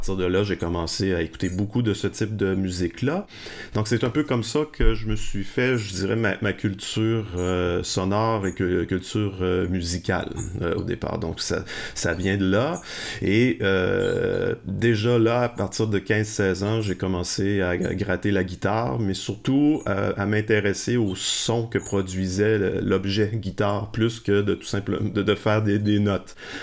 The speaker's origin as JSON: {"language": "French", "town": "Lévis", "region": "Quebec", "country": "Canada", "tie": "born or raised there", "said": "Mais j'ai grandi à Lévis, et l'un des endroits où j'aimais me rendre déjà à 14-15 ans"}